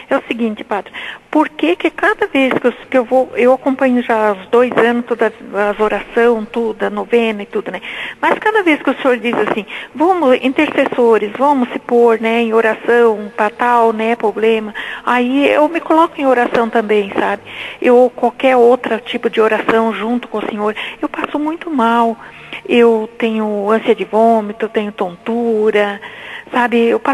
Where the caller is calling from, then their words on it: São José dos Pinhais, Paraná, Brazil; De São José dos Pinhais.